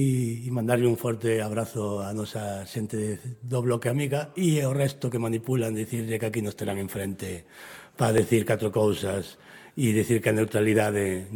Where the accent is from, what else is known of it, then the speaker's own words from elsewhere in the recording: Galicia, Spain; A terra pa quen é, a terra nosa, non somos tan galegos e tan galegas como todos estes que queren capitalizar.